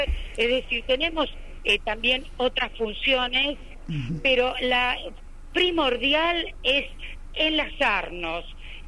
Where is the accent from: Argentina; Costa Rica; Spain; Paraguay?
Argentina; Banfield, Buenos Aires Province; born there; now in Buenos Aires, Argentina; yo no soy porteña, soy nacida en la provincia de Buenos Aires, en los pagos de Banfield, pero he vivido la mitad de mi vida aquí en Capital Federal